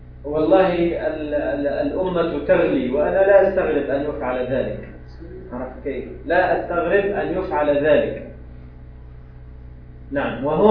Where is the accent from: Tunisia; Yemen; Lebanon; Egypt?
Tunisia; عندنا في تونس، أنا ما أعلم، هل تعلمون؟